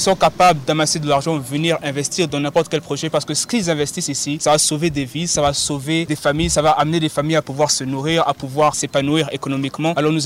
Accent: Burundi; Moi, personnellement, j'ai été nourri par le Burundi. J'ai grandi au Burundi.

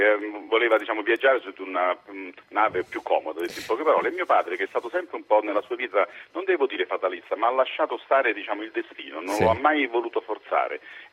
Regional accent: Naples, Campania, Italy; now in Rome, Italy; Io sono di Napoli, però da molti anni vivo a Roma per motivi di lavoro.

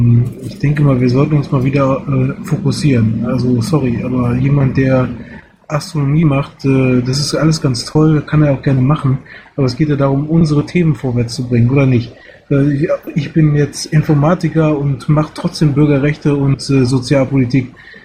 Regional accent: Gütersloh, North Rhine-Westphalia, Germany; weil ich komme aus Gütersloh, sprich Warndorf ist hier im Prinzip einmal rübergespuckt

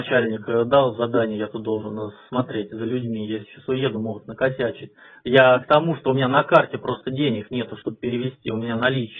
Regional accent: Peterhof, Saint Petersburg, Russia; Я с Петергофа. Ну, я тут на съемном жилье живу, сам я в Питере работаю. Езжу каждый день.

